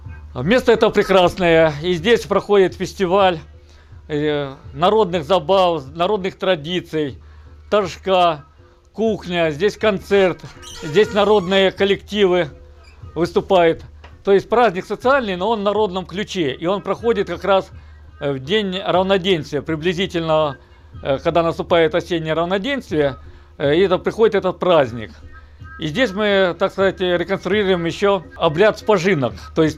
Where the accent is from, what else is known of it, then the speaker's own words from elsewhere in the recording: Ukraine; moved away as an adult; Я сам родом из Украины, прожил там 25 лет.